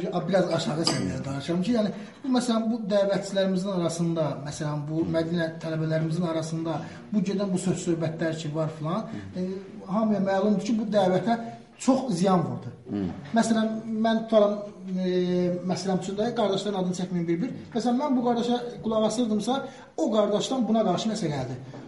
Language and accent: Azerbaijani; Shirvan, Azerbaijan; mən Şirvandan gəlmişəm.